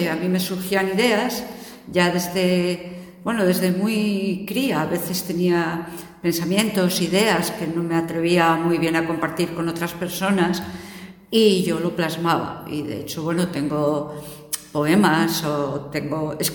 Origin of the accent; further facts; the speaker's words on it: Gijón, Asturias, Spain; also born or lived in Ribadesella; Nací en Ribadesella, por si queréis algún dato así más aquello, pero desde que tenía 2 años llevo viviendo en Gijón.